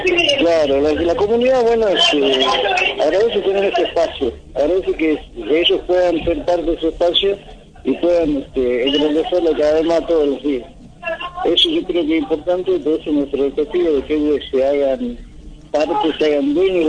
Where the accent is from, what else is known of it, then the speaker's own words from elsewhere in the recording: Jujuy, Argentina; Bueno, yo vengo de Jujuy